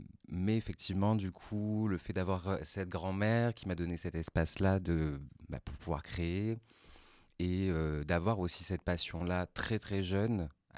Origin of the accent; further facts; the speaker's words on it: south of France, France; ce qu'il faut sachez que je viens du Sud.